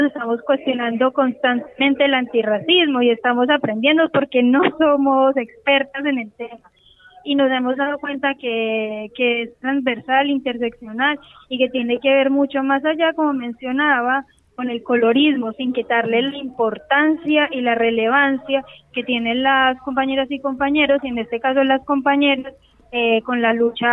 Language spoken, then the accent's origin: Spanish; Colombia; yo soy colombiana y tengo que cargar con el cuestionamiento constante de ser colombiana